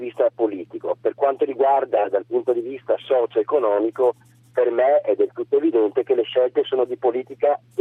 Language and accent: Italian; Mestre, Veneto, Italy; Ho 56 anni, sono di Mestre, provincia di Venezia.